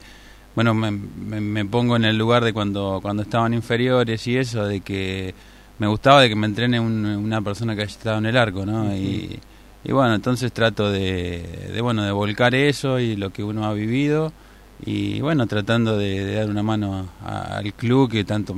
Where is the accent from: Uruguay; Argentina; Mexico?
Argentina; Hinojo, Buenos Aires Province; estar con la gente de Olavarría y de Hinojo, de mi pueblo, de vuelta.